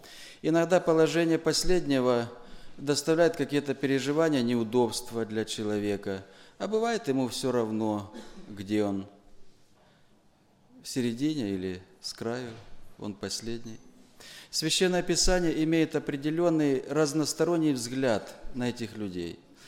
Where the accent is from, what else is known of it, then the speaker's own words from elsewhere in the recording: Timashevsk, Krasnodar Krai, Russia; я из Тимошевска.